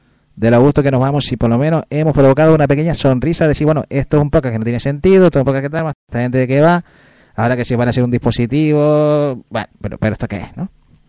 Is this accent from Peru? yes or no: no; Canary Islands, Spain; Es que nosotros ahí, como somos canarios, ¿eh? Nos cuesta ahí para...